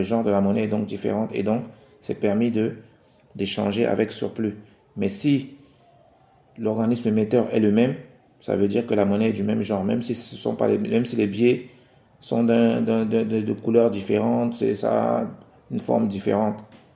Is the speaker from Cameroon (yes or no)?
yes; Cameroon; Comme c'est le cas ici chez nous, au Cameroun